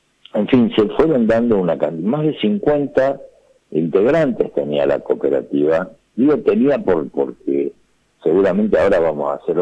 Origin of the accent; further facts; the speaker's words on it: Buenos Aires, Argentina; accent: porteño; nos dimos cuenta que nosotros tenemos el acento del porteño